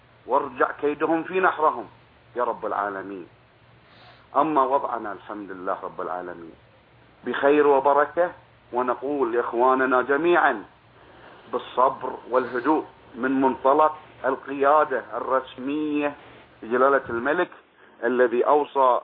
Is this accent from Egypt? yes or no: no; Bahrain; وأنا كإنسان بحريني بسيط